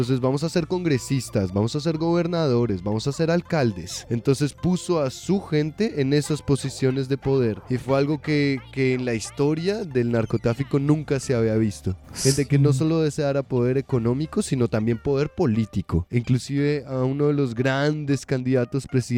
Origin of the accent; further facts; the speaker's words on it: Colombia; Portuguese is a second language; now in Brazil; Eu sou de Colômbia.